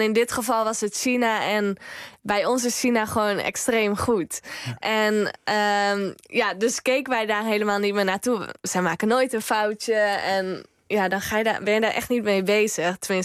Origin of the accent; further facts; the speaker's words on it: North Brabant, Netherlands; Nee, als Brabanders zit dat erin.